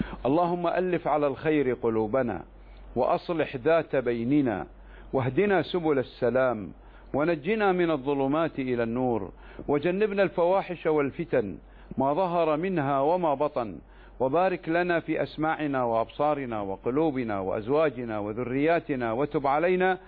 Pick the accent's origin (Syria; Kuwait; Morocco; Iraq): Kuwait; في بلدي الكويت